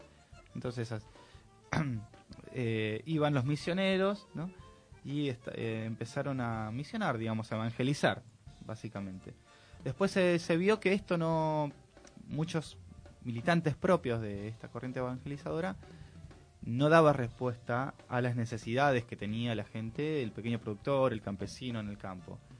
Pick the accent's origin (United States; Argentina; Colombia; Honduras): Argentina; todos sabemos que nosotros como Argentina tenemos una matriz productiva muy siempre mirando hacia Europa